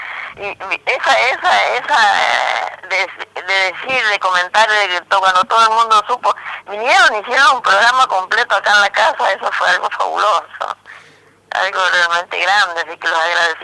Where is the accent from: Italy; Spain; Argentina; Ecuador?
Argentina; Goya, Corrientes; Que yo soy de Goya, Corrientes.